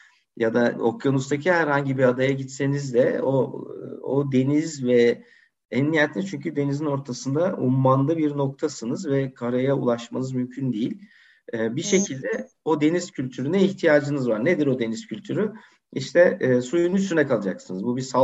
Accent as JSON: {"language": "Turkish", "town": "Heybeliada", "region": "Istanbul", "country": "Turkey", "tie": "born or raised there", "said": "Benim çocukluğum Heybeliada'da geçti. Yani yaz kış olarak geçti."}